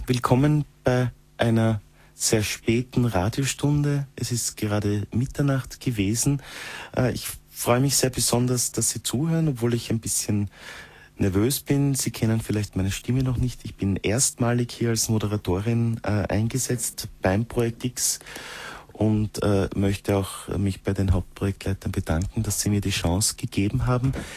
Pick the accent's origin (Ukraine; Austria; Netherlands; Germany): Austria; Styria; moved away as an adult; now in Vienna, Austria; Und in Wien, wo ich lebe seit einigen Jahren, obgleich ich nicht aus Wien bin, ich bin aus der Steiermark, in der Nähe von Mürzzuschlag geboren, bin aber eigentlich dann, wie ich auf die Fachhochschule gegangen bin, nach Wien gezogen.